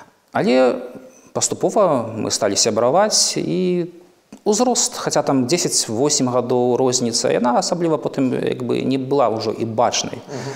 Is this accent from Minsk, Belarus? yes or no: no; Grodno, Grodno Region, Belarus; Гародня дала мне крылы, і Гародня да гэтага часу натхняе.